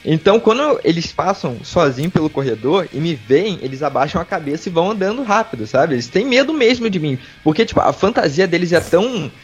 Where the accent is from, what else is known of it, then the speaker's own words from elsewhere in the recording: Rio de Janeiro, Brazil; eu sou do litoral do Rio, né, cara. Aqui a gente pega sol direto. É. Eu moro de frente pra praia.